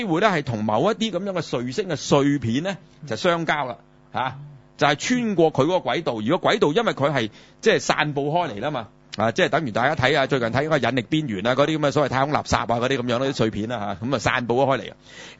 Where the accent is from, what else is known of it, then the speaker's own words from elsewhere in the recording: China; 我哋中國人叫咩